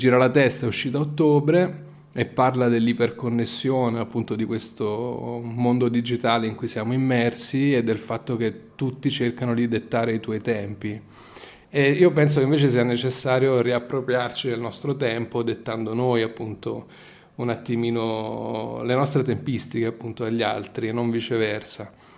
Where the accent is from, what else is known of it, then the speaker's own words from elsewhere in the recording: Naples, Campania, Italy; now in Milan, Italy; Sì, sono napoletano, classe 1980.